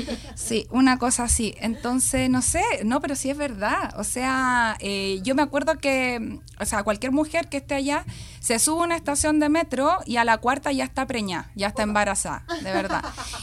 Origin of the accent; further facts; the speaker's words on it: Chile; una así como buena chilena